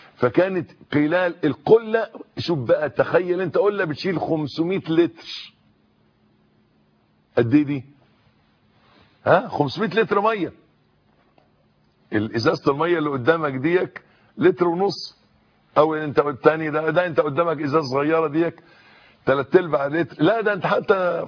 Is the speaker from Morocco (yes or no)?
no; Egypt; شجر النبق ده عندنا في مصر، أنا مش عارف شجر النبق ده في العالم